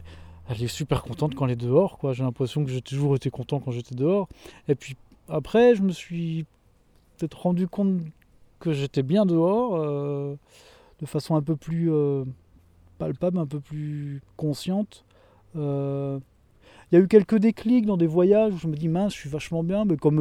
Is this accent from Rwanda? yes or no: no; Pays de la Loire, France; Je suis originaire de la Mayenne, et j'ai fait un épisode de 4 ans itinérant, donc j'avais plus de maison